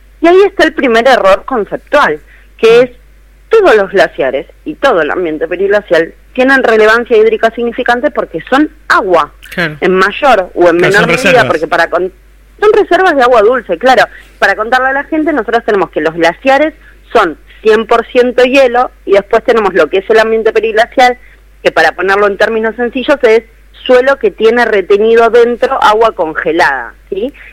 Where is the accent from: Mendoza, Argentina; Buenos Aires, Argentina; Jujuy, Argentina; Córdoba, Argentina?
Buenos Aires, Argentina; porque yo, por ejemplo, soy de la Ciudad Autónoma de Buenos Aires